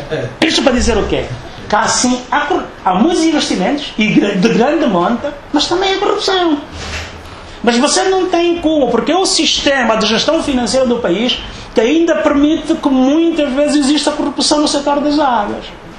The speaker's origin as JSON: {"language": "Portuguese", "region": "Benguela", "country": "Angola", "tie": "born or raised there", "said": "Agora, há uma questão a nível do Benguela, e tem graça, é a minha terra, mas já não vou há anos."}